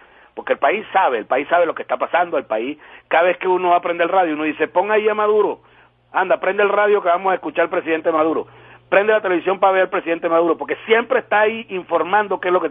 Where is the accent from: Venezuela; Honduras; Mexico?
Venezuela; como venezolano, como todo, como ser humano